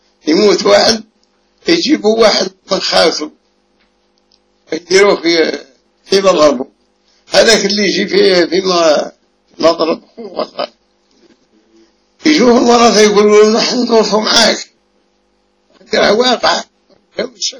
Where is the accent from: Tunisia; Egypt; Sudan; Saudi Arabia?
Egypt; الالتزام المعروف عندنا في مصر وغيرها